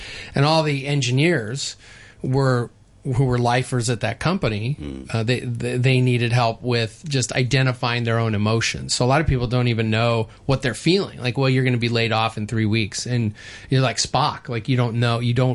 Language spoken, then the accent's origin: English; New Mexico, United States; I say I'm from New Mexico, and people say, wow, your English is good